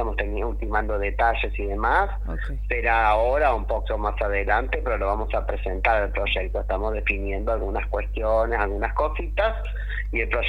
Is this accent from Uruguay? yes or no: no; Argentina; nosotras también somos argentinas, argentinos.